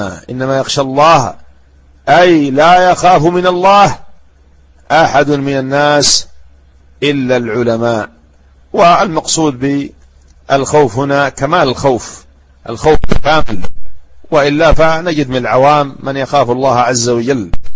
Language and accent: Arabic; Yemen; ها هم ولاة الأمور عندنا في اليمن